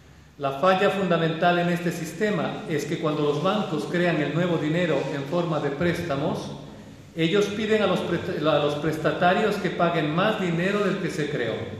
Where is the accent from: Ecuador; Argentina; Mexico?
Ecuador; Quito, Pichincha; la ciudad donde yo vivo, Quito, yo soy quiteño, nací en Quito